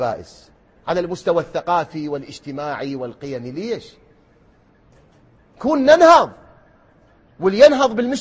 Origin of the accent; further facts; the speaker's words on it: Iraq; بلدنا الحبيب الغالي بلدنا العراق اللي نبكي عليه